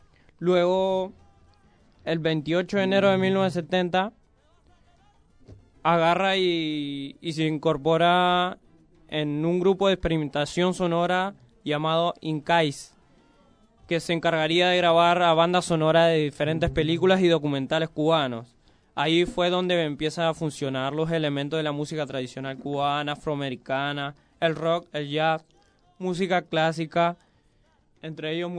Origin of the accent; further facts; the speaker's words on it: Puerto Rico; porque yo soy de Puerto Rico, él es de Cuba, estamos a un pasito nomás.